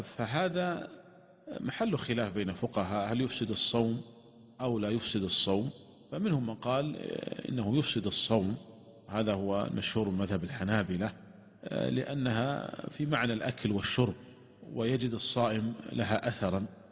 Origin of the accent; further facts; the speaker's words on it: Saudi Arabia; مثلا عندنا في المملكة العربية السعودية قد يصل النهار قد يصل إلى 16 ساعة أو 17 ساعة